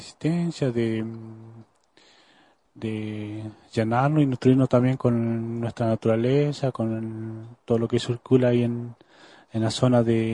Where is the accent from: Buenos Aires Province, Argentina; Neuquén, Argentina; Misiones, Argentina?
Neuquén, Argentina; Vengo de la provincia de Neuquén, de ahí de cerca de Zapala, Milof, en el cual vivo actualmente